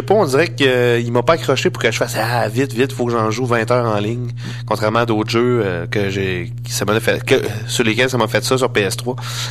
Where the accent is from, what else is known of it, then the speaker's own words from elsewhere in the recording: Saint-Pacôme, Quebec, Canada; Je suis de Saint-Pacôme. dans la MRC de Kamouraska, dans le Bas-Saint-Laurent.